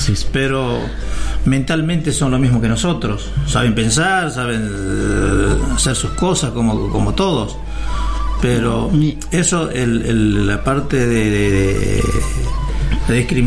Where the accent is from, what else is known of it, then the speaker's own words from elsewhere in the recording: Bolivia; now in Argentina; Nosotros tenemos todo el derecho, como todo boliviano, en todo el territorio boliviano